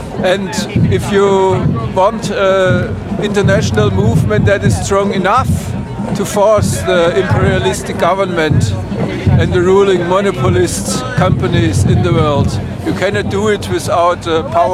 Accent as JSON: {"language": "English", "country": "Germany", "second_language": "English", "said": "I am from Germany."}